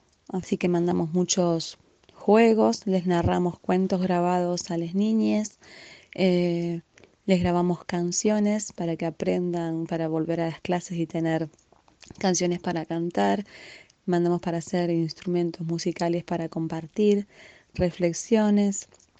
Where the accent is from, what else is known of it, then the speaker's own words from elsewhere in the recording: Casa Grande, Córdoba, Argentina; de Casa Grande, compañera de Radio Roja y soy docente de primer grado de la escuela Tocaya La Semilla, que está en La Falda.